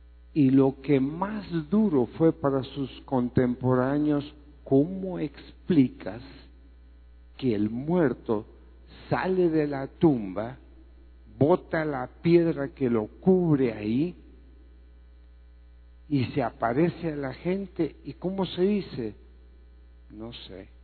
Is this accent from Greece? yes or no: yes; Greece; born there; Spanish is a second language; En la tierra donde yo nací, allá en Grecia